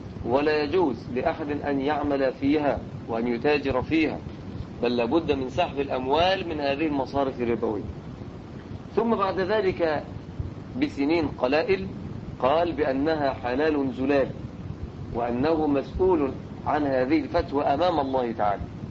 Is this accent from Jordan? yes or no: no; Egypt; احنا عندنا في مصر عدة عهود